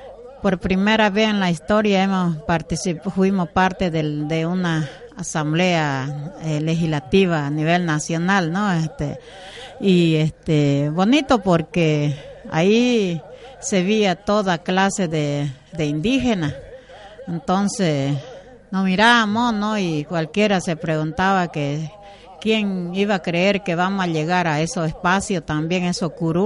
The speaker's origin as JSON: {"language": "Spanish", "country": "Bolivia", "said": "somos, sí, bolivianos también"}